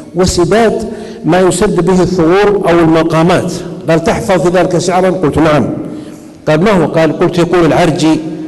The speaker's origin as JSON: {"language": "Arabic", "country": "Saudi Arabia", "said": "عندنا في السعوديه"}